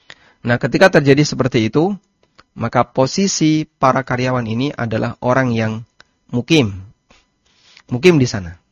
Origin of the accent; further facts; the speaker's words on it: Lamongan, East Java, Indonesia; now in Yogyakarta, Indonesia; Asal saya dari Lamongan. Saya pindah ke Jogja. Kemudian selanjutnya saya menjadi penduduk Jogja. Ya, rumah saya sekarang berada di Jogja.